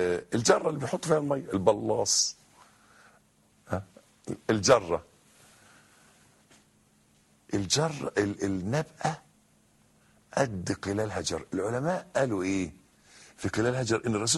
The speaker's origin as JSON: {"language": "Arabic", "country": "Egypt", "said": "شجر النبء ده عندنا في مصر، أنا مش عارف شجر النبء ده في العالم أو شجر السدر ده شكله إيه"}